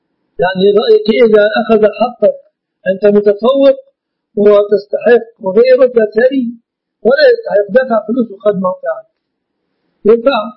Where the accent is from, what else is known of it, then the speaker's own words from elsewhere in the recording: Egypt; وفي كتاب صدر عندنا في مصر لخصيرنا اسمه الشيخ إسلام أبو عشرة